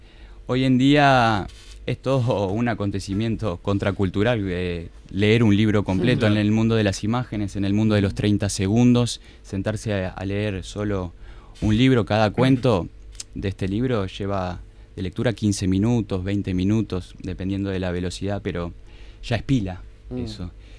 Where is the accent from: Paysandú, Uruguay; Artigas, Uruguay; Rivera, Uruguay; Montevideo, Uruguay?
Montevideo, Uruguay; yo crecí en el Parque Posadas y después nos mudamos con mi familia también a 2 cuadras del Arroyo Miguelete, y bueno, es mi barrio, aunque ahora vivo en Cordón